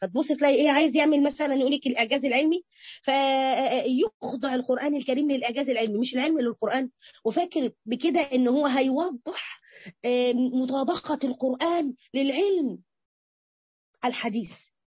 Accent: Egypt; عندنا في مصر بس على فكرة سبحان الله

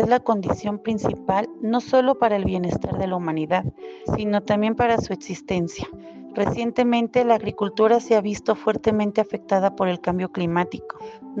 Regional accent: Tepetlixpa, State of Mexico, Mexico; Yo soy del municipio de Tepetlixpa, de la delegación de Nepantla.

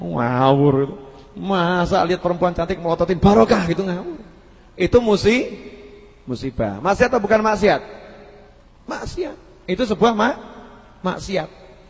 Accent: Solo, Central Java, Indonesia; Oh saya itu orang Solo kan. Kalau ngomong Inggris suka salah-salah.

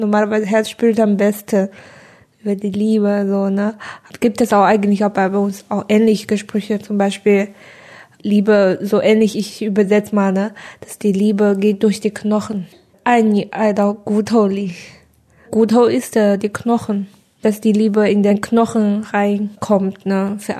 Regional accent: China; Also in China haben wir in meiner Heimat Hochzeit gefeiert einfach.

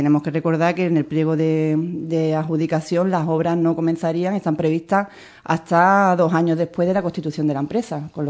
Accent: Andalusia, Spain; las leyes autonómicas que nos obligan a contribuir como andaluces

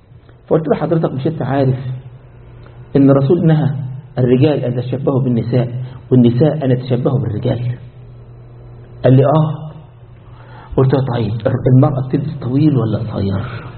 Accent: Egypt; زي ما عندنا في مصر كله عند العرب صابون

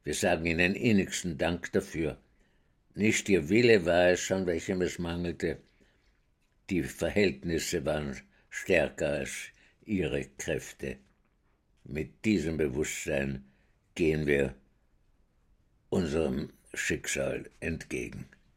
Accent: Vienna, Austria; Ich bin in Wien geboren, 1921, und bin dort aufgewachsen in einer jüdischen Gemeinde, die nicht sehr orthodox war, aber fromm genug

